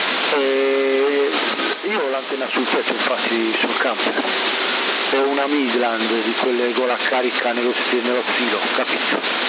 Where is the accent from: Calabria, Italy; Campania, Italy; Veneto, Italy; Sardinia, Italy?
Sardinia, Italy; Porto Torres; Io sono da Porto Torres